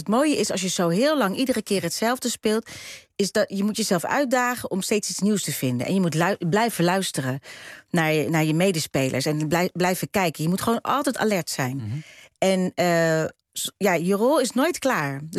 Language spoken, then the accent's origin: Dutch; Netherlands; accent: Dutch; En dan kwam ik met mijn Hollandse accent. Ik was me heel erg bewust. Ik kreeg een interview, ik durfde niet eens te praten. Ik schaamde me gewoon voor mijn accent.